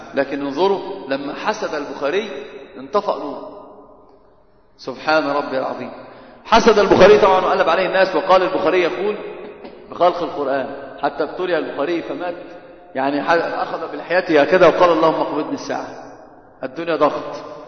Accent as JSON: {"language": "Arabic", "region": "Upper Egypt", "country": "Egypt", "said": "أنا قلت دائما كثيرا عندنا بستشهد بالصعيد، عندنا في الصعيد يحسبونه قرآنا"}